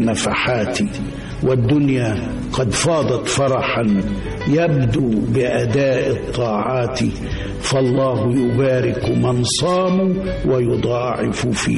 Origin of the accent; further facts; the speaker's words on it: Bani Amer, Sharqia Governorate, Egypt; كنت منذ طفولتي أعيش في قريتي وهي بني عامر مركز الزقازيق محافظة الشرقية،